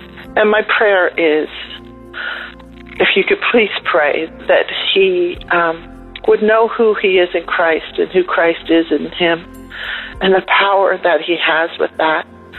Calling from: Camp Hill, Pennsylvania, United States; I'm calling from Camp Hill, Pennsylvania.

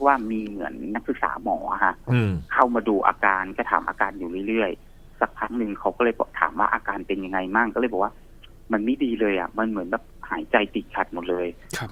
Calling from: Chonburi, Thailand; อ๋อชลบุรีครับผม

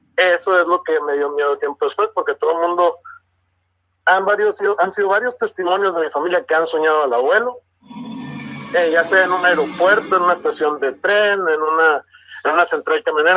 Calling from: Hermosillo, Sonora, Mexico; de Hermosillo, Sonora

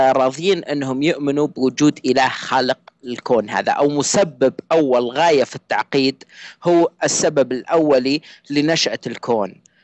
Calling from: Saudi Arabia; انا اكلمك من السعوديه، وانا ملحد

